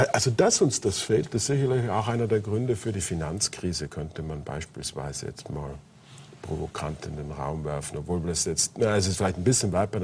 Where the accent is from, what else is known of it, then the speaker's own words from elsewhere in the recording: Austria; Gut, wir als Österreicher könnten uns vielleicht